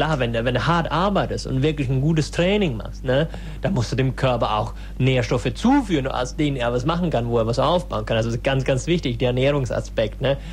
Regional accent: Berlin, Germany; Ich bin aus der Gegend von Berlin. Also und ich bin eine Berlinerin, ne?

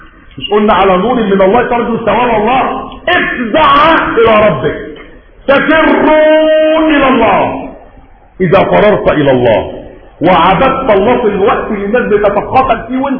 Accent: Egypt; حتى احنا مصريين بنقول رمضان كريم

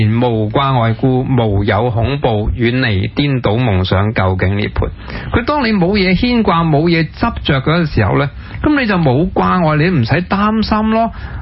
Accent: Hong Kong; 咁既然香港系我家，虽然我个中学又唔喺度读，我大学又唔喺度读，但我有一份嘅对香港有一个归属感。呢度系我成长啊，我爸爸喺度养大我啊，咁我爷爷喺度

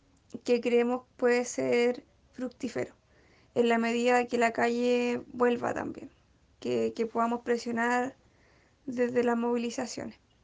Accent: Chile; para hacer estas transformaciones radicales que necesitamos como pueblo chileno

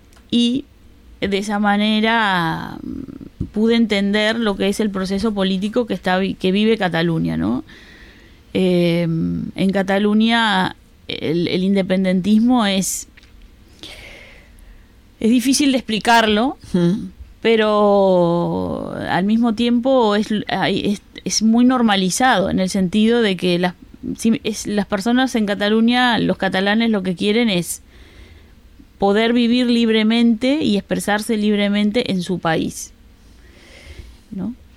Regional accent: Uruguay; now in Spain; yo como soy uruguaya

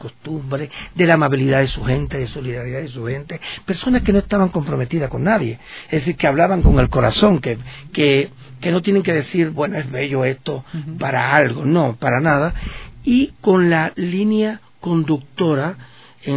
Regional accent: Cuba; con los docentes, que somos todos cubanos

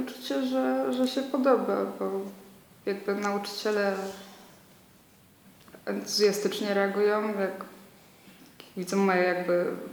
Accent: Kraków, Lesser Poland, Poland; also born or lived in Łódź; ja tu tylko wróciłam z Łodzi po pół roku i to jest całe moje doświadczenie z byciem poza Krakowem.

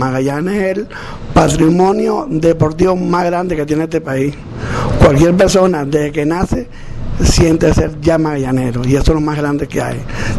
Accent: Caracas, Capital District, Venezuela; born there; nací en Caracas, pero sigo siendo magallanero hoy día a los 60 años.

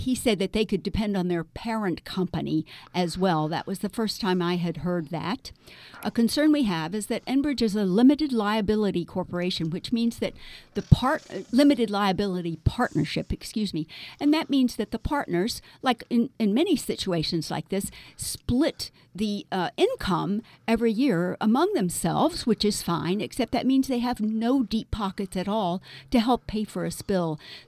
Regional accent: Houston, Texas, United States; did, in Houston, my hometown.

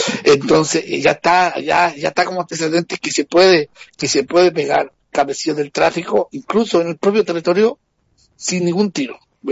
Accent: Chile; now in Brazil; Yo soy de Chile y sí. Vivo aquí en Brasil hace 17 años.

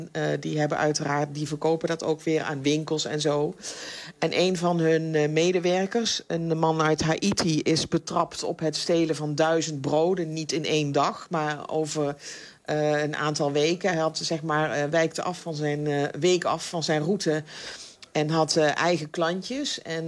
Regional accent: Netherlands; Ja, en als Nederlander zijn we natuurlijk heel erg verwend met... bedenk maar, wat voor soort brood kun je in Nederland kopen? En dat is hier niet.

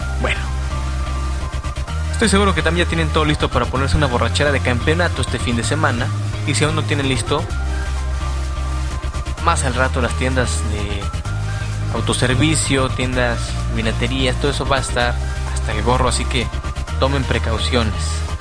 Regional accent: Mexico City, Mexico; now in Guadalajara, Mexico; Ustedes saben que yo soy oriundo del Distrito Federal.

